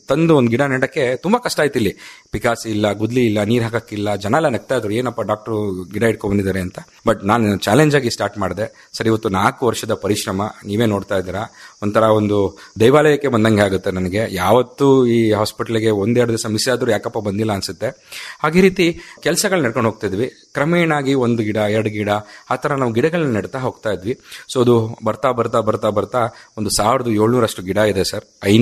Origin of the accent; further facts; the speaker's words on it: Hassan, Karnataka, India; But ನಾನು ಮೂಲತಃ ಹಾಸನದವನು, ಹಾಸನದಲ್ಲೇ ನಾನು ಮಾಡಬೇಕು ಅಂತ ಹೇಳಿ ಹಾಸನಕ್ಕೆ ಬಂದೆ. ಹಾಸನಕ್ಕೆ ಬಂದು ಈ ತರ ಸರ್ಕಾರಿ ನೌಕರರಾಗಿ ಕೆಲಸ ಮಾಡ್ತಾ ಇದ್ದೀನಿ.